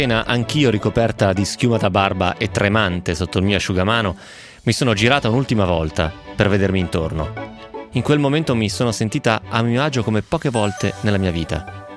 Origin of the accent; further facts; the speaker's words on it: Mexico City, Mexico; moved away as an adult; also born or lived in Turin; now in St Andrews, United Kingdom; ho 21 anni. Sono nata a Torino, ma sono cresciuta a Città del Messico. È da 3 anni che vivo a St. Andrews, in Scozia, dove mi sono trasferita per l'università.